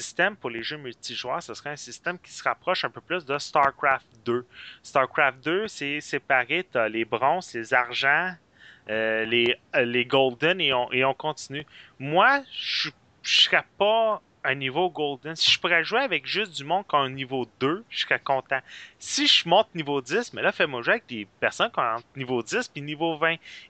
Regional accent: Quebec, Canada; Je suis un petit Québécois qui adore ce jeu-là

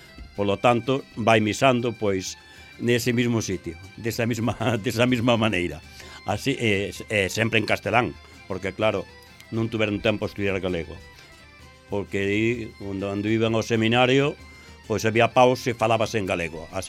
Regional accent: Galicia, Spain; Se ainda somos galegos, é pola obra e gracia da nosa lingua galega.

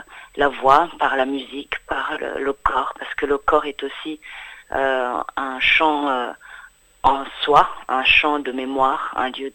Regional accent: Rwanda; moved away; also born or lived in England; Moi, je suis partie du Rwanda à l'été 94.

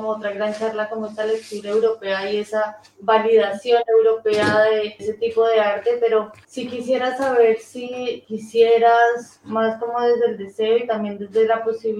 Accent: Colombia; now in Bilbao, Spain; Yo llevo poco en Bilbao, soy colombiana.

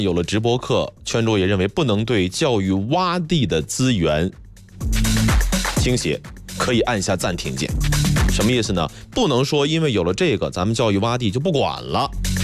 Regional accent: Baoding, Hebei, China; 因为圈住我老家在保定那边，每年基本上就是这个公交车啊，公共汽车啊，或者开车就回老家了。

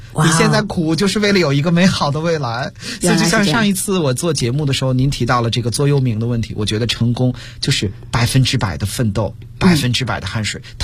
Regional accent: China

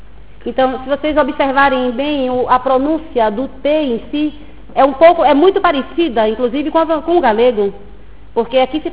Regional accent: Salvador, Bahia, Brazil; eu venho de Salvador, Bahia

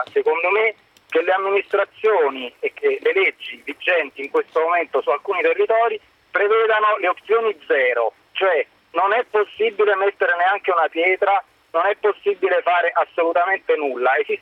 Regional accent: Campania, Italy; now in Rome, Italy; io chiamo da Roma ma sono un campano

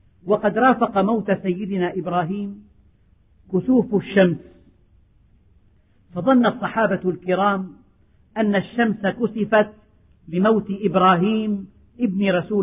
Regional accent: Syria; ففي الشمال الشرقي من بلدنا سوريا

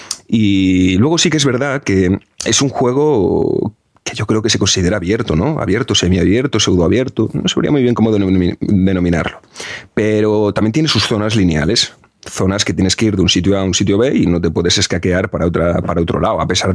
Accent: Galicia, Spain; es de Coruña, es de Galicia, es de mi tierra

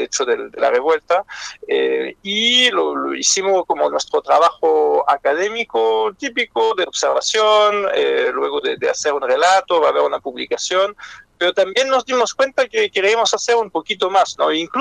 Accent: France; Spanish is a second language; now in Chile; yo soy francés, como se escucha, pero llevo casi 20 años en Chile.

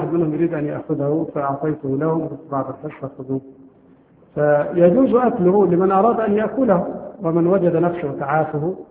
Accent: Egypt; لكن نحن عندنا في مصر نأكل لا الجراد ولا الضب ولا الخيول

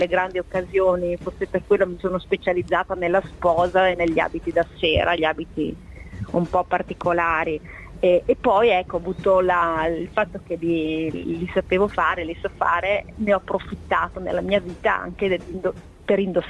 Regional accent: Verona, Veneto, Italy; io sono di Verona, e quindi ho iniziato là, e poi mi sono trasferita a Castiglione delle Stiviere per lavorare per questa azienda.

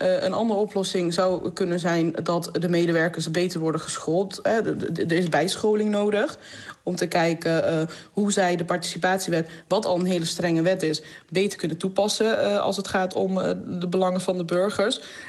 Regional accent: Georgia; Dutch is a second language; now in Netherlands; Ik kom oorspronkelijk uit Georgië, 94 naar Nederland toegekomen.

